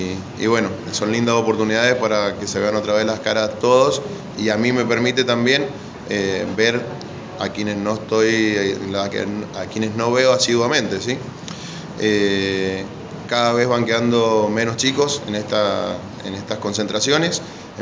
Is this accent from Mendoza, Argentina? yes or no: yes; Tunuyán, Mendoza, Argentina; soy de Tunuyán, a 80 kilómetros al sur de Mendoza, y también estamos así casi en la precordillera